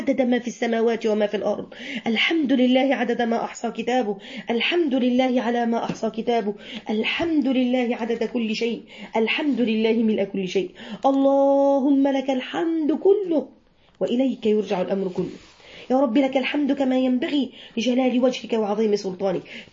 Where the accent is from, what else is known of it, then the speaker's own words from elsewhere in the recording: Alexandria, Alexandria Governorate, Egypt; اول مرة اشوفها وانا صغيرة جدا جدا في اسكندرية